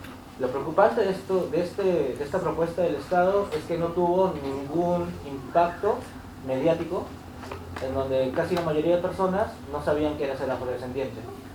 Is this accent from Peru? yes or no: yes; Peru; De Brasil no, pero soy de Perú.